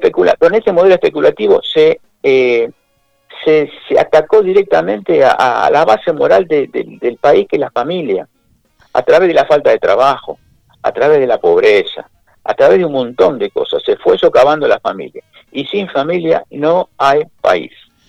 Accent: Argentina; Así somos los argentinos.

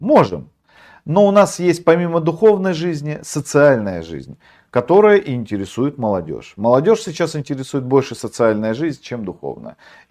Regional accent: Norilsk, Krasnoyarsk Krai, Russia; Я же из Норильска, я знаю, что это такое.

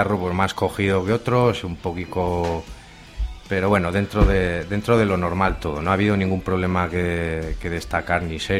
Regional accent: Berriozar, Navarre, Spain; la mayoría somos de Berriozar y conocidos ya de antes

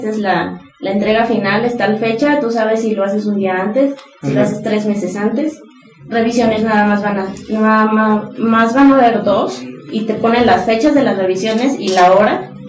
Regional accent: Veracruz, Mexico; now in Puebla, Mexico; yo soy de Veracruz. Entonces yo sentí una especie de cambio cultural, inclusive en lo que es dentro de México, claro, al venirme a Puebla.

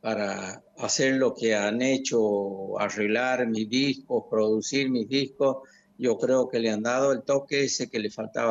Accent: Santiago del Estero, Argentina; para representar a nuestro lugar, a nuestra provincia, a Santiago y a su gente, a su pueblo, ¿no? A mi pueblo

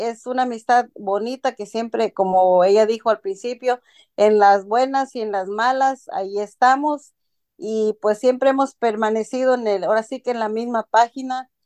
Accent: Guerrero, Mexico; soy de Guerrero, México.

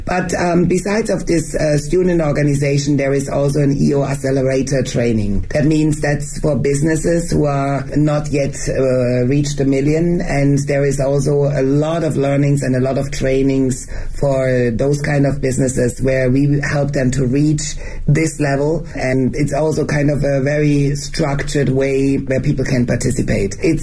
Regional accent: Switzerland; first language German; English is a second language; Even for me, being Swiss and my mother tongue is German, it's very hard to express myself in English.

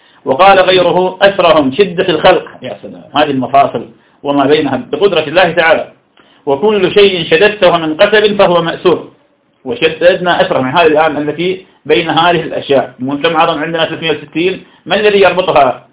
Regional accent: Ramadi, Al Anbar, Iraq; الذي عندنا في الرمادي

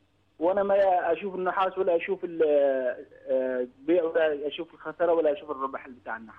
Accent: Syria; now in United Arab Emirates; نحن من أهل سوريا ممكن في إمارات.

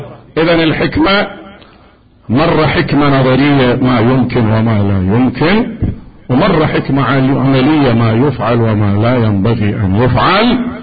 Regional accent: Iraq; كانت أزمة اسمنت عندنا بالعراق

